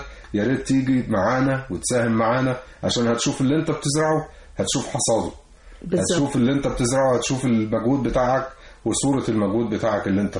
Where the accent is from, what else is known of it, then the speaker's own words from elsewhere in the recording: Egypt; وزي حضرتك قلتي بلدنا مصر دي يعني والله يعني معطاء